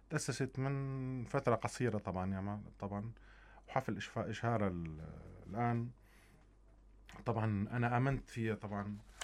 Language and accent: Arabic; Syria; طبعا رسالتي انا كفنان سوري